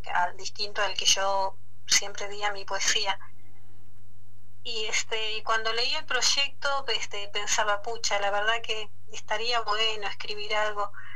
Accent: Comodoro Rivadavia, Chubut, Argentina; born there; Y yo nací acá en Comodoro Rivadavia, en Diadema, Argentina, que es un barrio de acá, de Comodoro.

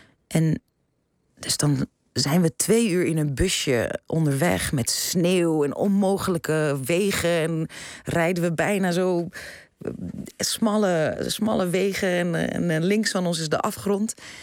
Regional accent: Amsterdam, North Holland, Netherlands; born there; Nee, ik ben in Amsterdam geboren.

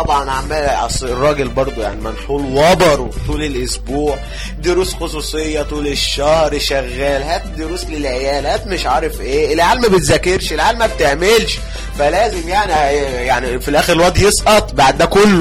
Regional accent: Egypt; بس انا عندنا في مصر حصلت مظاهرة اغرب من كده

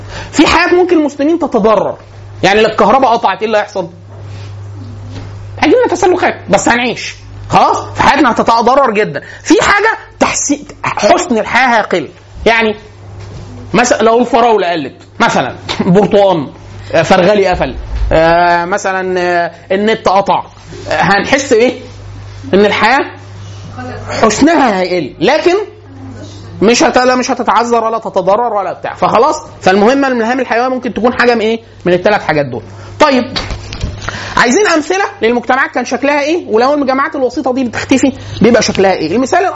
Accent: Egypt; حاله من البذخ عندنا في مصر معانا فلوس كتير جدا

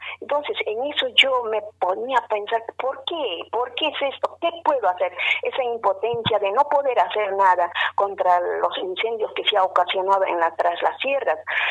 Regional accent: Peru; first language Aymara; Spanish is a second language; now in Argentina; yo soy de Perú, con ciudadanía argentina, y yo soy de cultura de la nación aymara. Yo hablo mi lengua madre, que es el aymara, y … perdón que no me he presentado … Así que yo radico en esta bella ciudad hace más de 21 años

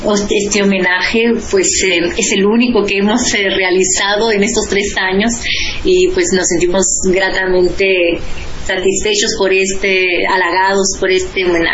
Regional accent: Mexico; le hemos dado especial énfasis a México por ser mi país de origen

